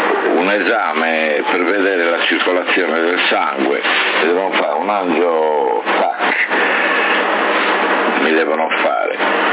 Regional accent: Sardinia, Italy; Io sono sardo, non sono sordo, hai capito?

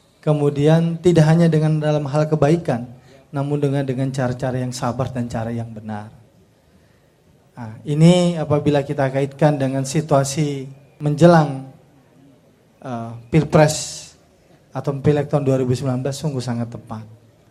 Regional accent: North Sumatra, Indonesia; bahwa saya berasal dari Tapanuli Selatan. Kalau rekan-rekan belum tahu, Tapanuli Selatan itu berjarak 480 km dari kota Medan.

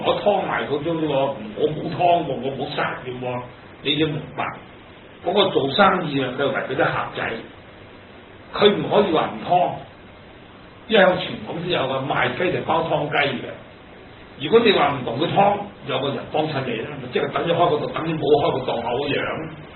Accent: China; 嗱，反觀我哋自己中國人，有幾多個頭咁高？

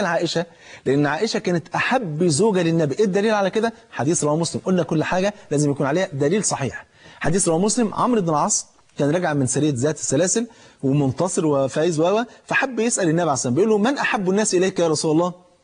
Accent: Egypt; في المثل عندنا في مصر

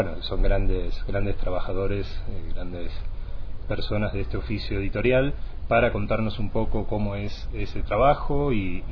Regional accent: Argentina; now in Quito, Ecuador; yo, siendo de origen argentino, recién hace unos año y medio que vivo aquí en Quito

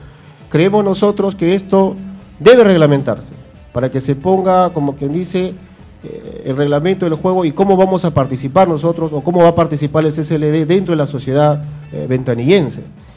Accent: Pachacútec, Callao, Peru; al menos de donde yo vengo, de Pachacútec

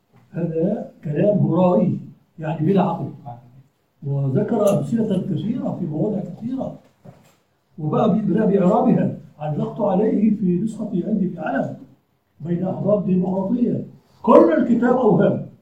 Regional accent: Aleppo, Aleppo Governorate, Syria; كان عندنا في حلب اساتذه من طلابه

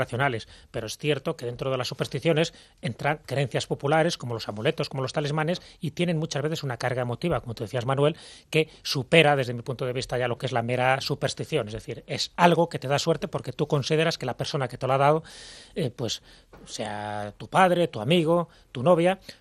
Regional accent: Malta; yo vengo de Malta

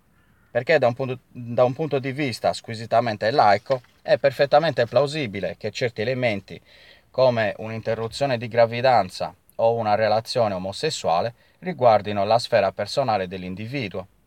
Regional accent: Cagliari, Sardinia, Italy; sono di Cagliari, come avrete intuito

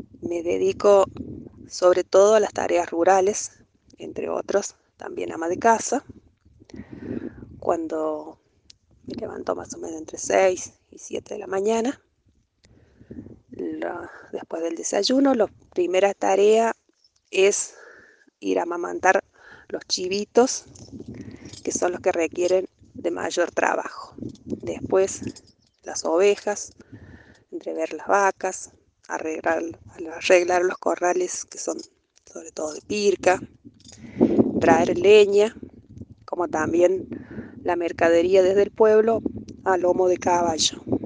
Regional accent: San Luis, Argentina; del Filo, entre Los Molles y Cortaderas, más o menos a 1800 metros de altura, casi al límite entre Córdoba y San Luis, del lado de San Luis estoy viviendo. Vivo acá desde que tengo 19 días, me trajeron mis papás, ellos han sido oriundos de acá, de la sierra.

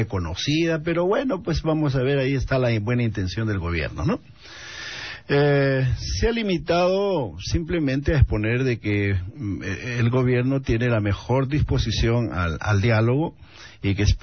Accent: Tacna, Peru; porque yo que vengo de Tacna y ahí hay un proyecto

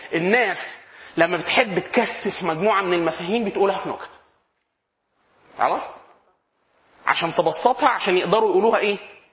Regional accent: Upper Egypt, Egypt; احنا عندنا في الصعيد نقول اسيوطي, ولا انت اسيوطي ودي حاجه عظيمه

